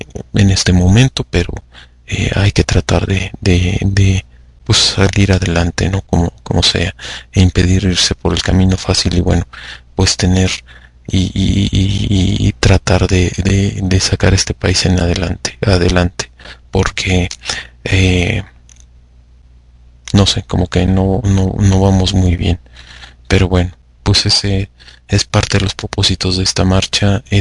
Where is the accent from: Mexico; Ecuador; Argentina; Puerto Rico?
Mexico; Aquellos que no tenemos hijos, comportarnos como buenos mexicanos, como gente de bien.